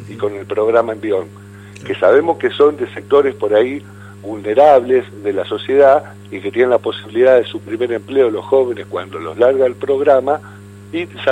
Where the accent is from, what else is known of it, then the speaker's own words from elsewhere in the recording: Buenos Aires, Argentina; moved away; Yo te lo digo viviendo en Buenos Aires y siendo porteño hace 20 años que me vine para acá, ¿no?